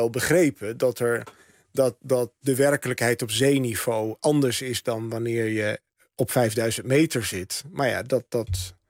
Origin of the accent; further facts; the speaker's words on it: Rouveen, Overijssel, Netherlands; mijn jeugd in Roveen-Staphorst. Dat dorp dat altijd zo eendimensionaal is neergezet.